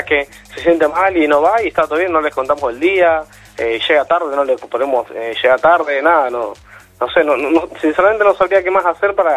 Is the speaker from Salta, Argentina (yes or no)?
no; Pablo Nogués, Buenos Aires Province, Argentina; Bien, de zona norte, por Pablo Noves.